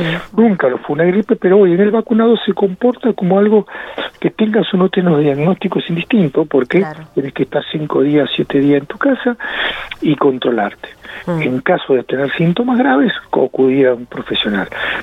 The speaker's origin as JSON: {"language": "Spanish", "country": "Argentina", "said": "somos los argentinos muy de abrazarnos, de tocarnos"}